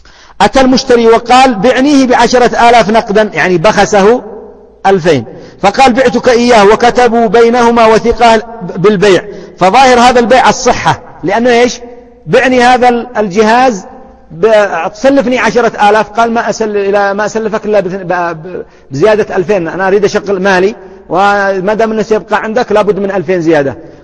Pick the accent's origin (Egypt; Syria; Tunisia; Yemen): Yemen; نحن اليمنيون نقول يصربونه، وهي لغة صحيحة